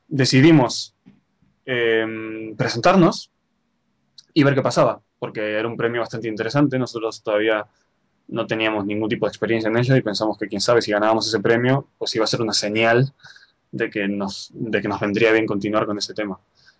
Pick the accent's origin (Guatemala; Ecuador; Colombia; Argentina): Argentina; also born or lived in Spain; now in Japan; Yo soy nacido en Argentina, he vivido en España ya unos 12 años, Bueno, mi familia viene de parte española e italiana. Y realmente estoy viviendo en Japón ahora mismo, pero estoy en Valencia por problemas de papeles